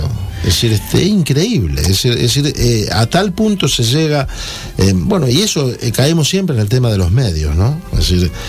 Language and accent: Spanish; Argentina; somos todos argentinos, pero cada uno viviendo en su lugar